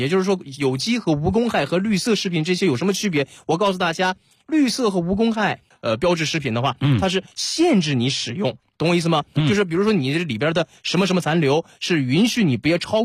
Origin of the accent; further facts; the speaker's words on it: Northeast China, China; 咱们东北人说这个姑爷进门